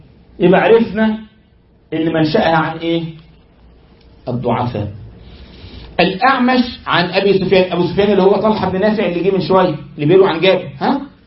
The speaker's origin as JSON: {"language": "Arabic", "country": "Egypt", "said": "حصل ده والله عندنا في مصر"}